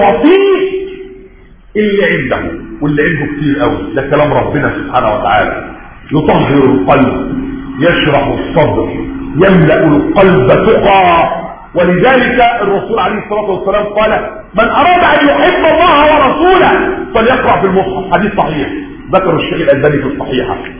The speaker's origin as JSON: {"language": "Arabic", "country": "Egypt", "said": "حتى احنا مصريين بنقول رمضان كريم"}